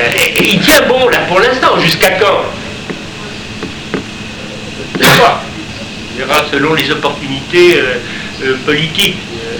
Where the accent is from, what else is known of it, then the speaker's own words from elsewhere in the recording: Brittany, France; Je suis breton, je fais partie de ces gens qui ont eu le catholicisme.